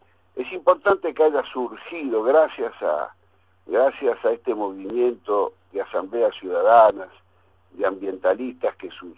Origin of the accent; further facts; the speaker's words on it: Olivos, Buenos Aires Province, Argentina; born there; yo soy viejísimo, Mauro, y yo nací en Olivos.